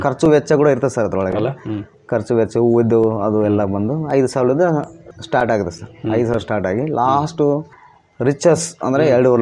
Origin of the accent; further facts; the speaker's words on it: Kaddirampura, Karnataka, India; ಕಡ್ಡಿರಾಮಪುರ, ನಮ್ಮೂರು, ವಿಜಯನಗರ ಜಿಲ್ಲೆ